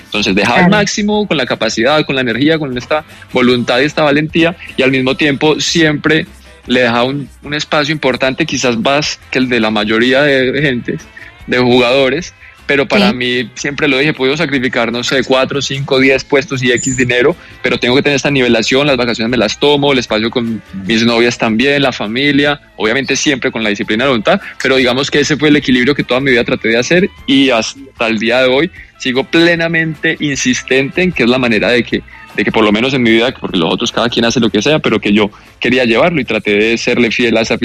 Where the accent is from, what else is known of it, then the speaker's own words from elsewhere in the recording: Bogotá, Colombia; moved away as an adult; fue como a los 18 que me fui de Bogotá, pues, y de Colombia. Empecé a ir mucho a Estados Unidos, a Florida.